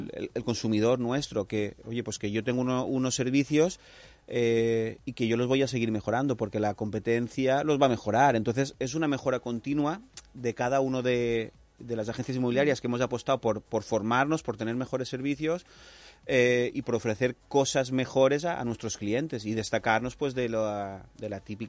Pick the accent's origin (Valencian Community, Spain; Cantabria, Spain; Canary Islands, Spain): Valencian Community, Spain; Las Vallas; Yo soy de Las Vallas